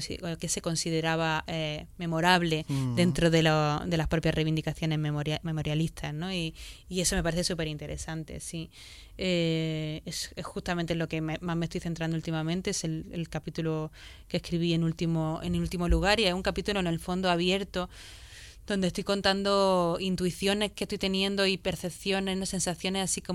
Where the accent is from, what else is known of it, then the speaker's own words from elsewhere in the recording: Granada, Andalusia, Spain; yo me crié en Granada también